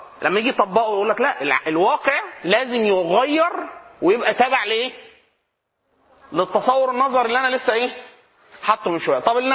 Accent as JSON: {"language": "Arabic", "region": "Upper Egypt", "country": "Egypt", "said": "احنا عندنا في الصعيد نقول اسيوطي, ولا انت اسيوطي ودي حاجه عظيمه"}